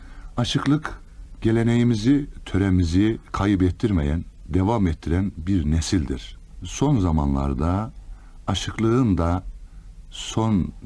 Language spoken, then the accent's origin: Turkish; Kars, Turkey; born there; 1940 yılında Kars'ta doğdum.